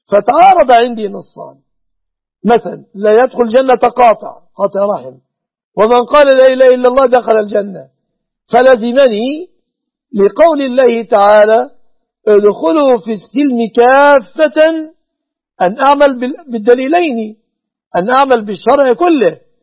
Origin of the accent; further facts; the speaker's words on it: Egypt; وأسأل الله أن يصرف عن بلادنا مصر، عن بلاد المسلمين، كل مكروه وكل سوء